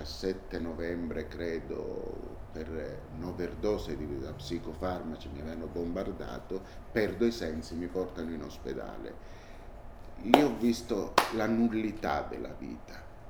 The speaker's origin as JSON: {"language": "Italian", "town": "Naples", "region": "Campania", "country": "Italy", "said": "quando non ci sarò più, portatemi a Napoli, perché lì è la mia terra."}